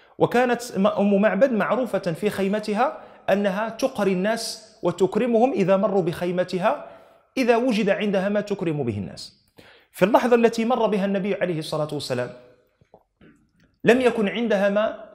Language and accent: Arabic; Morocco; احنا معلوم عندنا في المغرب يؤتى شخص فتسند إليه مسؤولية صب الشاي